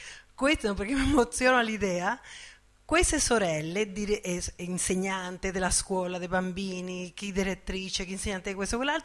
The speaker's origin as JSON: {"language": "Italian", "country": "Dominican Republic", "tie": "born or raised there", "said": "quale io sono cresciuta, la mia seconda famiglia, la mia seconda mamma, e loro sono una famiglia nel mio paese importante, perché sono sempre stati contro Trujillo, un tirano importante nella nostra isola"}